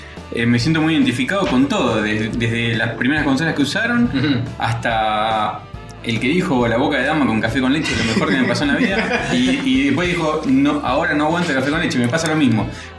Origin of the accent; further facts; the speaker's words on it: Pinamar, Buenos Aires Province, Argentina; vengo de un lugar en el que no llegaban cómics, no llegaba el cable, no llegaba nada. Yo vengo de Pinamar.